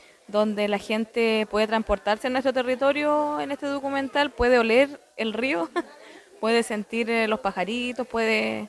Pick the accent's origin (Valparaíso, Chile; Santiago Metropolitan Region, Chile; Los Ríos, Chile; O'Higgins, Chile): Los Ríos, Chile; Pilmaiquén; Yo soy Machi, una autoridad espiritual de mi pueblo mapuche huilliche. Hoy día venimos desde Pilmaiquén con una problemática que ya llevamos acarreando hace 14 años